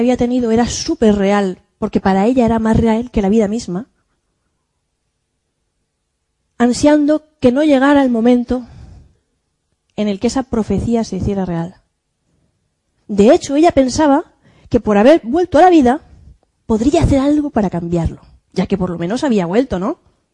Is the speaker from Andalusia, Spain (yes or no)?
no; Valencian Community, Spain; Vive en un pequeño pueblo de La Romana, de 1.500, 2.000 habitantes, casi al lado de mi pueblo. Y como todos los de mi comarca, se dedica a la viña, a la uva de mesa con denominación de origen.